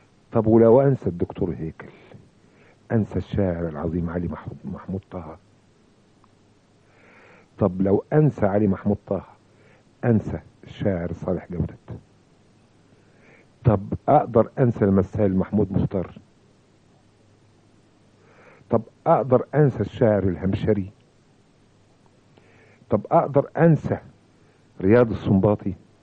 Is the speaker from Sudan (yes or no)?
no; Mansoura, Dakahlia, Egypt; وصباح القشطة والفل والياسمين يا منصورة يا بلدي ومسقط راسي.